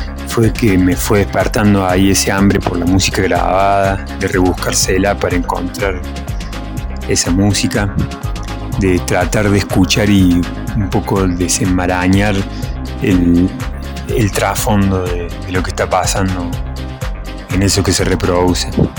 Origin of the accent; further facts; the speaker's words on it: Córdoba, Argentina; nosotros no somos como los porteños que con esa nostalgia no lloramos, sino que la bailamos.